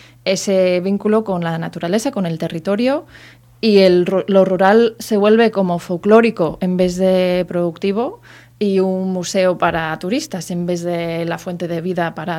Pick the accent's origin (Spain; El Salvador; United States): United States; Pues yo vengo de los Estados Unidos que hemos visto eso en bastante evidencia.